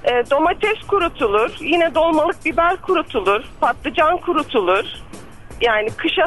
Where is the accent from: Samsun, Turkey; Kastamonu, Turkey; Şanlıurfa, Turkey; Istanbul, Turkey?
Şanlıurfa, Turkey; Urfa; Üniversite hayatım ve iş hayatım boyunca buradayım ama çocukluğum Urfa'da geçti. Liseyi de Urfa'da bitirdim.